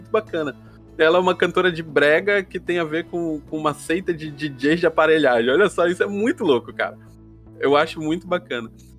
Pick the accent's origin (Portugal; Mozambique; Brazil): Brazil; Pará; Já que tu é paraense, eu sou paraense, enfim, a gente gosta muito dessa parada aqui, né?